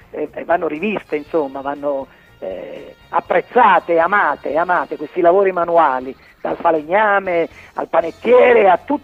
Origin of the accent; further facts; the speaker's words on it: Avellino, Campania, Italy; la canzone … che avevo dedicato alla mia terra, alla mia città, alla mia regione, al capoluogo di provincia